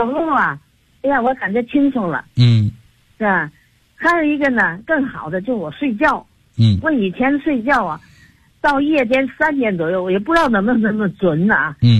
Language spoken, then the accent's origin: Chinese; Tianjin, China; 我是天津的。